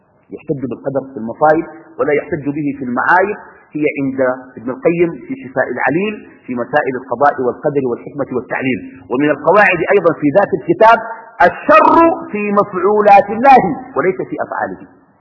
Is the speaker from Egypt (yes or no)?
no; Sudan; now in Qatar; كتب الله قبل خلق السماوات والأرض أني في قطر وأنا من السودان في القاعة